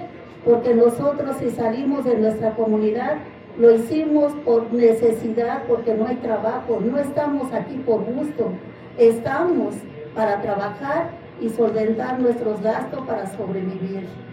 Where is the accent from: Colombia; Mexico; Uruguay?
Mexico; nosotros, que somos mexicanas y originarias de este país